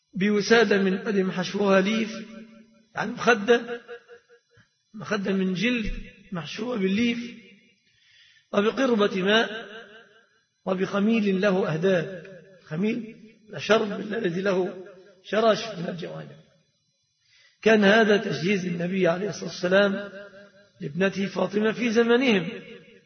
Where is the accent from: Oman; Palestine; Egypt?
Egypt; فالصداق في بلادنا مصر في الغالب متمثل في ثلاثة أشياء